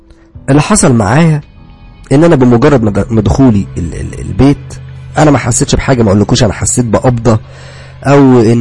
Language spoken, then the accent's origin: Arabic; Upper Egypt, Egypt; now in Cairo, Egypt; بعد ما خلصت دراستي اتجهت الى القاهرة، انا اصلا من الصعيد، يعني اصلي صعيدي، ولكن اتجهت الى القاهرة وقعدت في شقة